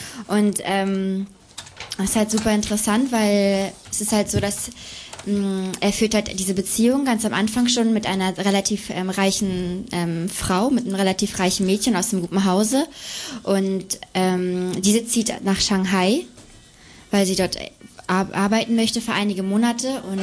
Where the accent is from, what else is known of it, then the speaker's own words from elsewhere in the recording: Hamburg, Germany; Ja, ich bin ja da groß geworden. Aha. Und das war natürlich schon mal richtig schön, als Hamburgerin im Ausland diesen Film zu sehen.